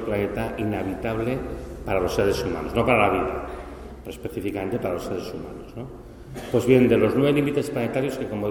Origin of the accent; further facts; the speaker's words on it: Catalonia, Spain; como vengo de Cataluña y hemos tenido una sequía impresionante